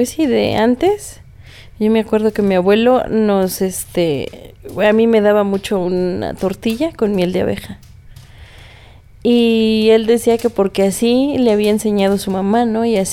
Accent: Tlaxcala, Mexico; No, pues que eres de soy de Tlaxcala.

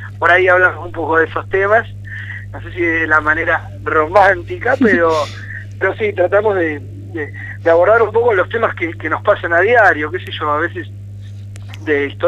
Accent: La Plata, Buenos Aires Province, Argentina; porque somos todos de La Plata

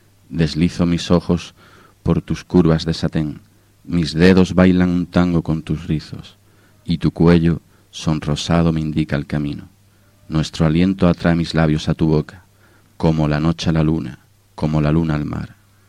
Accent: Algeciras, Andalusia, Spain; vivía en Sicilia, en Palermo, y vine a pasar las Navidades con la familia. Yo soy de Algeciras y tengo hermanos por toda España

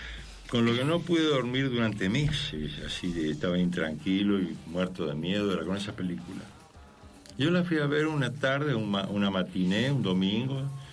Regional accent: Camilo Aldao, Córdoba, Argentina; also born or lived in Rosario; Pero me crié en Camilo Aldao, un pueblito de la provincia de Córdoba.

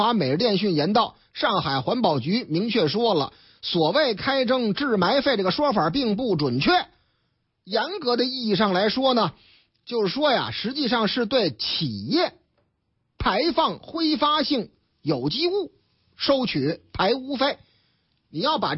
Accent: Shandong, China; 你这个海娟啊，说我这个山东话说的太地道了，哈哈，山东嘛，我老家嘛，是吧？

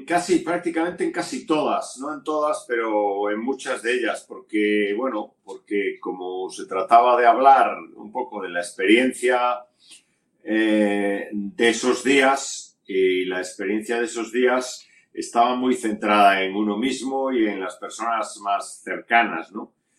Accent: Galicia, Spain; hay un par de tiras que están hechas sobre las fiestas de mi pueblo que se celebran en Galicia

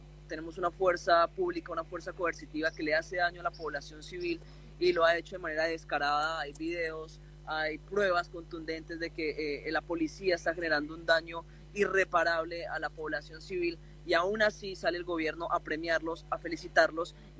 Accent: Colombia; nos hemos tenido que aguantar como pueblo colombiano la masacre de nuestros líderes sociales

